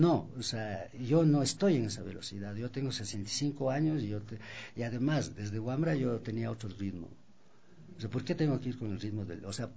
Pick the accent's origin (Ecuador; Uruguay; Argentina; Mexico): Ecuador; es parte de nuestra identidad como andinos y como ecuatorianos